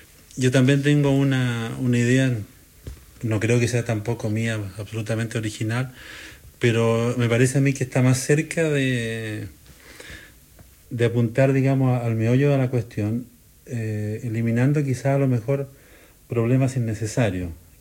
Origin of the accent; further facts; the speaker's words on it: Santiago, Santiago Metropolitan Region, Chile; yo, por ejemplo, para bien o para mal soy santiaguino, y ni siquiera soy santiaguino, ¿no es cierto?, en toda su extensión, soy santiaguino de un cierto barrio.